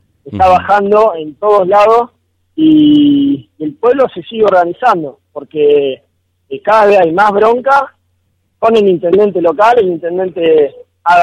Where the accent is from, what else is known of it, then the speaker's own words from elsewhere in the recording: Luján, Buenos Aires Province, Argentina; yo que no soy de acá de Tinogasta, que vengo de Luján a apoyar